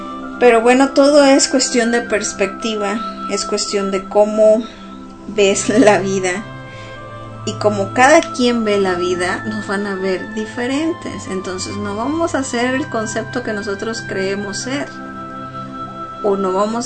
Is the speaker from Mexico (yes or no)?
yes; Mexico; soy una mujer … soy humana, soy mexicana